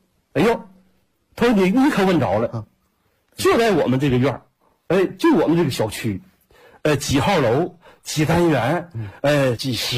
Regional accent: Jilin, China; 我说我是吉林的

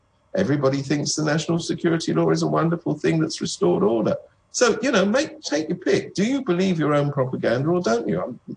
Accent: United Kingdom; now in Hong Kong; I come from Britain where they don't have that particular rule.

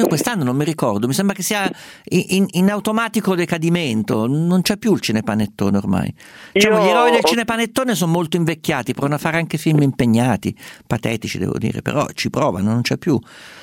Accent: Umbria, Italy; Guarda, io sono umbro

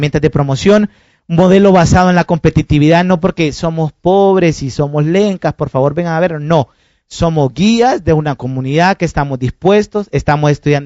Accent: Honduras; Como diríamos en mi país, son otros 20 lempiras.

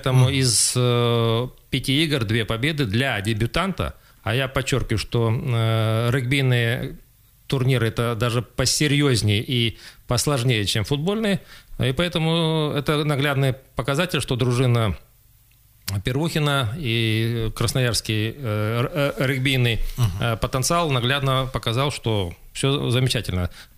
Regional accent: Krasnoyarsk, Krasnoyarsk Krai, Russia; как коренной красноярец, всегда болею за наши клубы, за наших спортсменов.

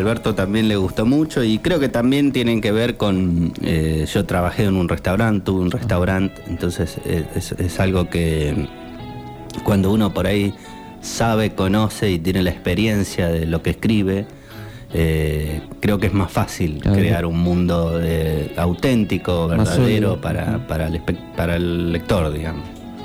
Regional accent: Buenos Aires, Argentina; now in Colón, Argentina; Yo soy de Buenos Aires, hace 4 años que vivo en Colón.

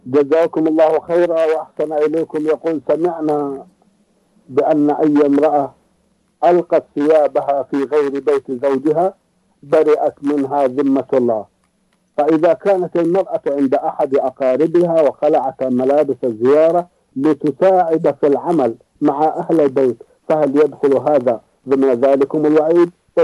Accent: Saudi Arabia; كما هو موجود عندنا في المملكة العربية السعودية

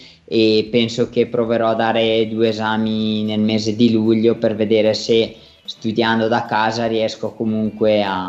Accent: Vermiglio, Trentino-Alto Adige, Italy; nel mio paese di Vermiglio, che ha avuto un'alta percentuale di contagi

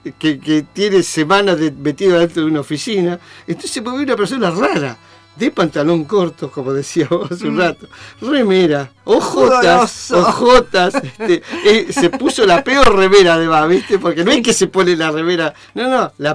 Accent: Viedma, Río Negro, Argentina; Por ejemplo, yo me crié prácticamente en Viedma, entonces ahí es empleado público.

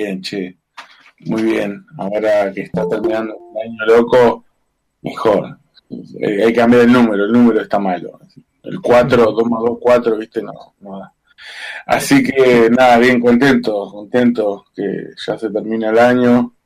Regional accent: Chubut, Argentina; soy un ciudadano de la Patagonia, un ciudadano de Chubut en este caso

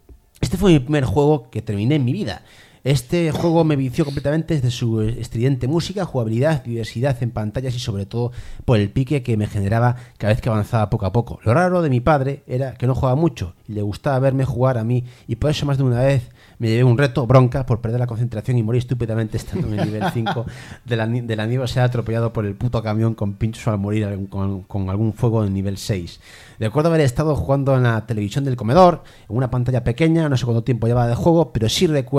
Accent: Chile; En mi país, Chile, existe un lugar conocido como Persa Biobio.

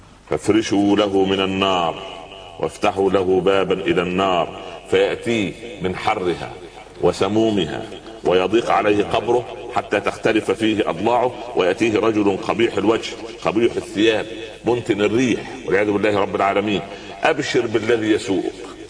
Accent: Upper Egypt, Egypt; يقول عندنا في الصعيد على القدر برمة

